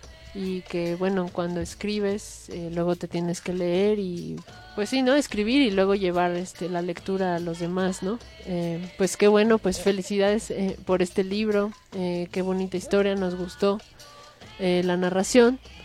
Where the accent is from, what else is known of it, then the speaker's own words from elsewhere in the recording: Mexico; Como uno, como mexicano, aunque no hable náhuatl, pero tiene muchos nahuatlismos.